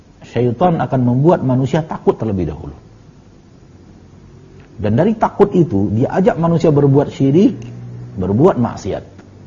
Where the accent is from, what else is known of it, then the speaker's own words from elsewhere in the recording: South Sulawesi, Indonesia; Saya hamba Allah dari Sulawesi Selatan, Bugis.